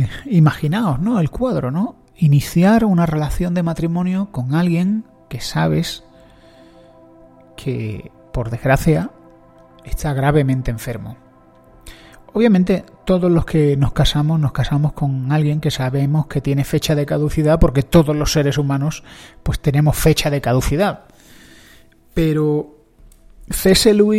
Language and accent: Spanish; Spain; yo soy un español